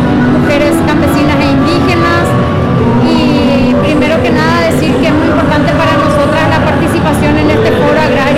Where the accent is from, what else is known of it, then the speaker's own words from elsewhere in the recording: Paraguay; soy de Paraguay, soy campesina, trabajo en la tierra